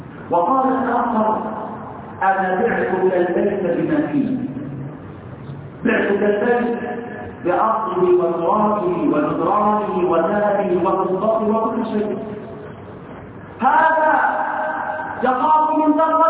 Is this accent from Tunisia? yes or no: no; Egypt; اللهم اصلح حال بلدنا مصر